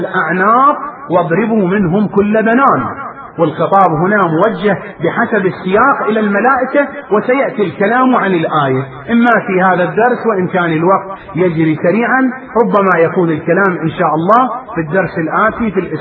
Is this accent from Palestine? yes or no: no; Iraq; وبلاؤنا نحن أبناء العراق